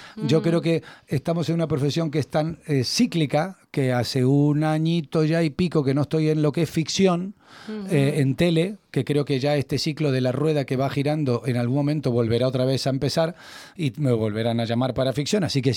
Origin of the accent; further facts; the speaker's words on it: Buenos Aires, Argentina; now in Madrid, Spain; Porque me fui de Buenos Aires con el sueño de conocer el país de mi madre.